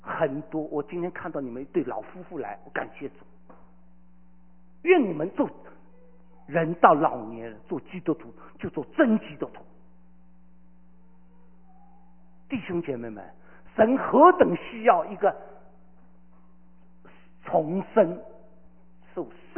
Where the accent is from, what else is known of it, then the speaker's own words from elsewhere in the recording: Shanghai, China; 我这个上海人脾气不会改的。